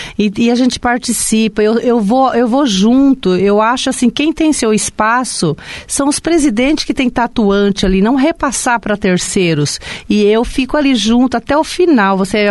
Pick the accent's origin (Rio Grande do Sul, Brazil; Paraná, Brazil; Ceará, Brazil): Paraná, Brazil; Cianorte; now in Foz do Iguaçu, Brazil; Eu era bem jovem, quando eu vim para Foz do Iguaçu, tinha meus 17 anos, né?